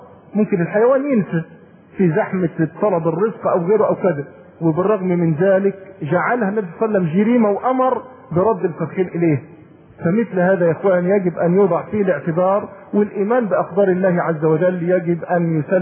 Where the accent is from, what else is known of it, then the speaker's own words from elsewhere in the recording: Egypt; دي للأسف اسوأ ما تكون عندنا في مصر